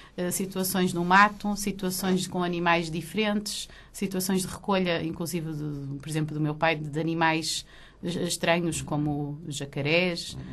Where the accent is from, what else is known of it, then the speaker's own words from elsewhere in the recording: Maputo, Maputo City, Mozambique; born there; Ora, eu nasci em Lourenço Marques, Moçambique. Vivi lá momentos maravilhosos e exóticos.